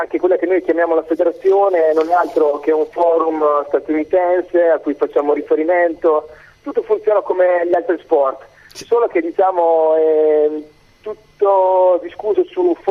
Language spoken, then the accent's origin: Italian; Fano, Marche, Italy; Io sono di Fano, Fano delle Marche.